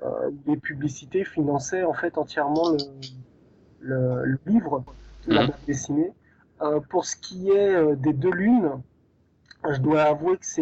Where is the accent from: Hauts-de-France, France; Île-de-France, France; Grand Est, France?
Île-de-France, France; Paris; Nous, on est de Paris, donc naturellement, on a couvert l'Île-de-France, puisque c'est chez nous.